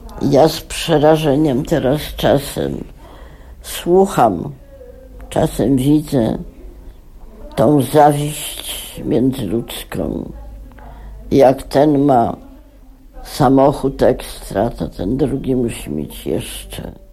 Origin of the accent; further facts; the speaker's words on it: Warsaw, Masovian Voivodeship, Poland; Jestem prostą dziewczyną z Warszawy. Taką się urodziłam, taką odejdę.